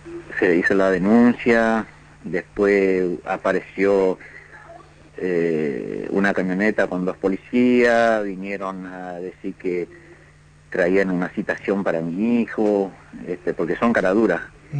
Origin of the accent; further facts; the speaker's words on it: Misiones, Argentina; moved away; Estamos acá siempre, desde que vine de Misiones estoy acá en esta casa, y ahí estamos con mi familia.